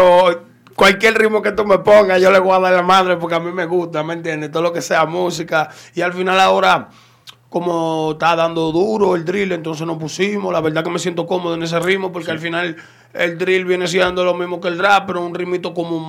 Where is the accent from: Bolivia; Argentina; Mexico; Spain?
Spain; Madrid, Community of Madrid; born there; yo soy nacido en Madrid, de madre vasca y de padre dominicano.